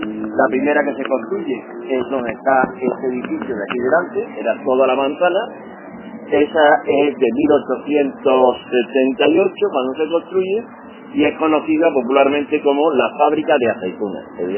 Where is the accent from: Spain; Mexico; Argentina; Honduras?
Spain; Seville, Andalusia; por lo menos a los que soy de Sevilla.